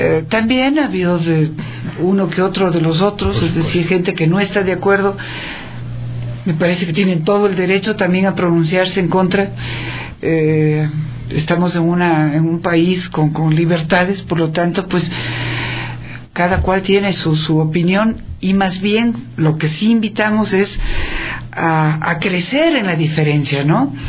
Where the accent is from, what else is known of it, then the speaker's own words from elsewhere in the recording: Ecuador; quiénes somos los ecuatorianos y ecuatorianas